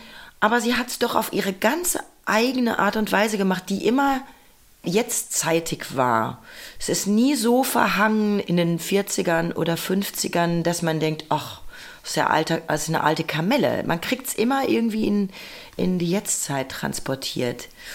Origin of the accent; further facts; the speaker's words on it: Bad Salzuflen, North Rhine-Westphalia, Germany; Bei uns gab es fast nur Klassikplatten in meiner Kindheit in Bad Salzuflen in Ostwestfalen.